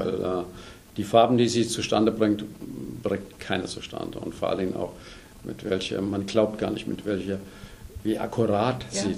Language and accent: German; Eppstein, Hesse, Germany; also born or lived in Westerwald; Ich komme hier aus der Nähe, aus dem Westerwald eigentlich, aus der Nähe von Weilburg. Bin groß geworden hier in Eppstein im Taunus